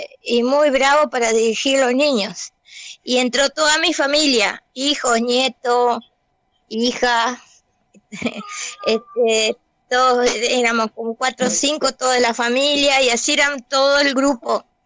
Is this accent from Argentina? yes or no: no; Colonia del Sacramento, Colonia, Uruguay; soy de Colonia del Sacramento, nacida aquí. Vivo aquí, soy acá, tengo mis añitos de experiencia